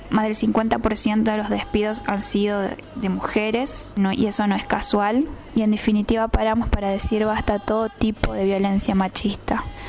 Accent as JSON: {"language": "Spanish", "town": "Goya", "region": "Corrientes", "country": "Argentina", "said": "soy de Goya, Corrientes, y les quiero decir que nosotras paramos"}